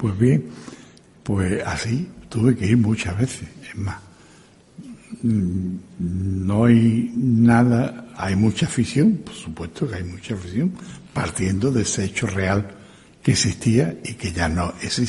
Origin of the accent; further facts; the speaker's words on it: Seville, Andalusia, Spain; Yo soy sevillano, soy andaluz, y me siento muy orgulloso de ser sevillano y andaluz.